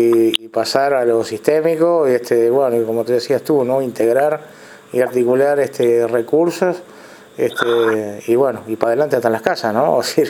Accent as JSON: {"language": "Spanish", "country": "Uruguay", "said": "vamos arriba, como decimos uruguayos, ¿no?"}